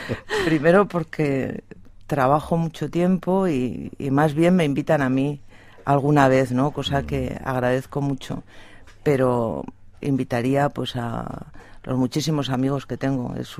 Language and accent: Spanish; Zaragoza, Aragon, Spain; además de la fiesta nacional son las fiestas del Pilar y yo soy de Zaragoza.